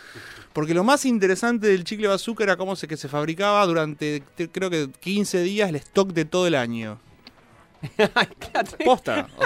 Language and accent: Spanish; Rosario, Santa Fe, Argentina; now in Buenos Aires, Argentina; yo soy de Rosario. Y muy pendejo empecé a publicar y a vivir de eso